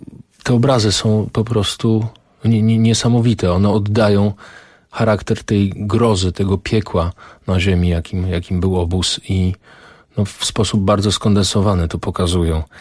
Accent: Tarnów, Lesser Poland, Poland; ten transport 21 czerwca 1941 wyruszył z mojego rodzinnego miasta, z Tarnowa.

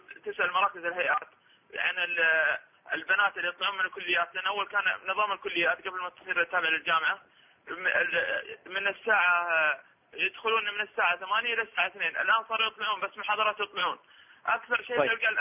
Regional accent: Jeddah, Makkah Province, Saudi Arabia; فيها الأسواق عندنا في جدة والمصانع مليانة كلها أجانب

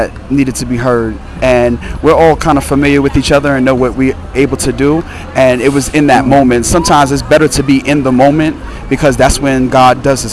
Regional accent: Brooklyn, New York, United States; I'm from Brooklyn, New York. This is actually my home church that's putting it together.

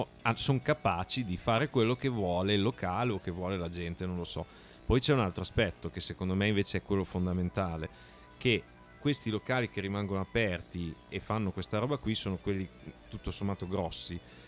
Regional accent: Bologna, Emilia-Romagna, Italy; sei capito che siamo di Bologna, vero?

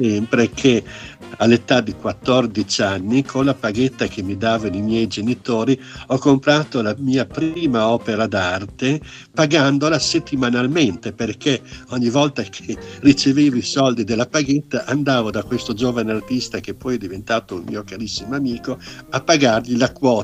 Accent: Bologna, Emilia-Romagna, Italy; Sì, io sono bolognese

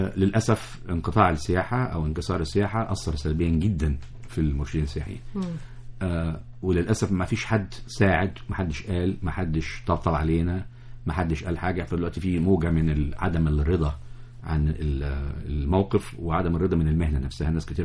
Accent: Egypt; مصر ليها سحر احنا يا مصريين مش مدركينه.

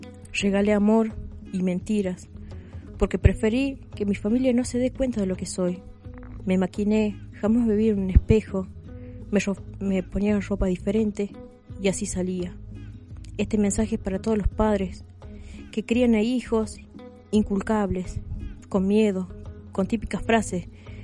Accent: Salta, Argentina; now in La Rioja, Argentina; Soy un militante de la ciudad de La Rioja. No soy de aquí, soy de Salta.

